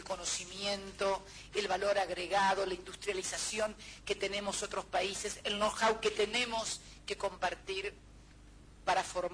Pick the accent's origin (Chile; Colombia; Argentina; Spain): Argentina; en mi país muchos decían que en realidad no nos convenía a los argentinos conformar el Mercosur